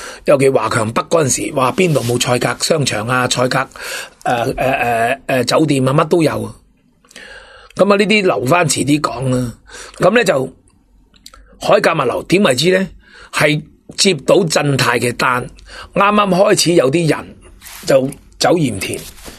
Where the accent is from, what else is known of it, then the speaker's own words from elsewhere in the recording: Hong Kong; 我哋香港人睇轻咗佢哋